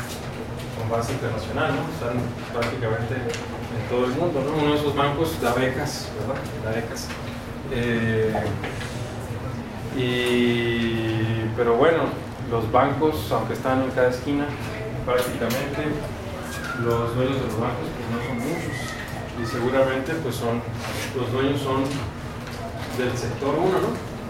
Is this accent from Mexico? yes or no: yes; Mexicali, Baja California, Mexico; Pues yo soy de Tangamandapio, perdón, de Mexicali